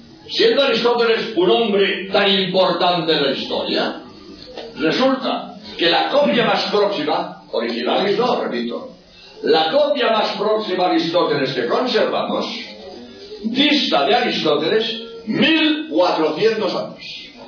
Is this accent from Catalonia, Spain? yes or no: yes; Barcelona, Catalonia, Spain; también yo soy de Barcelona.